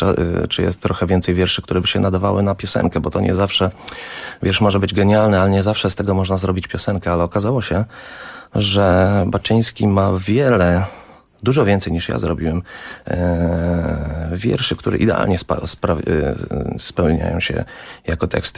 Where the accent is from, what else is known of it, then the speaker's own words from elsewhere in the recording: Warsaw, Masovian Voivodeship, Poland; moved away; Wyjechałem, tak jak mówię, 16 lat temu i już od pierwszych miesięcy tęskniłem za Warszawą. Jestem z Warszawy przede wszystkim.